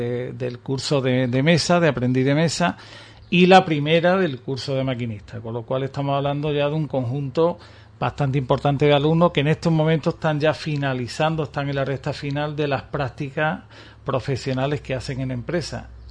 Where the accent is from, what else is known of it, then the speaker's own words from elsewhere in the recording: Ubrique, Andalusia, Spain; A mí me encantaría que mi pueblo, la mayoría de la gente de Ubrique